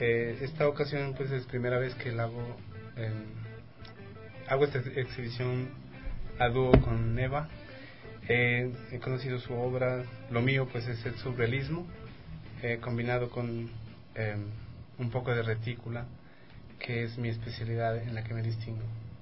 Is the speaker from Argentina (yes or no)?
no; Colombia; also born or lived in Ecuador; por ser latino, como colombiano que soy, y prácticamente yo estudié en el Ecuador.